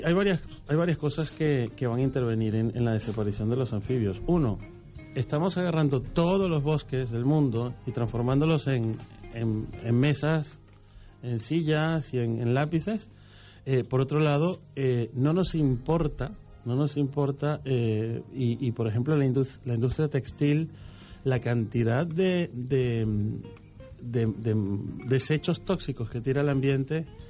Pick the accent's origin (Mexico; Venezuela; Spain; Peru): Venezuela; aunque yo soy de Venezuela, mis padres hace unos años que ya viven en Panamá.